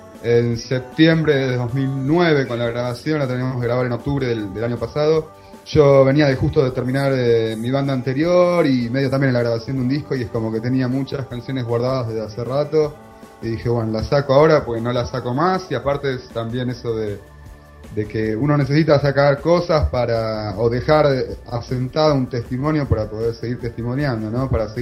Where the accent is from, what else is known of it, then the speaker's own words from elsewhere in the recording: Buenos Aires, Argentina; soy porteño de Buenos Aires, Argentina